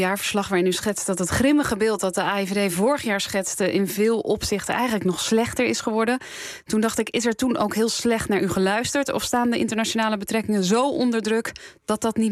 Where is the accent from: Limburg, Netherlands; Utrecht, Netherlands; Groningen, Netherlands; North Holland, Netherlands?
North Holland, Netherlands; Amsterdam; Maar zou ik mij als Amsterdammer bijvoorbeeld meer bewust moeten zijn van mogelijke dreiging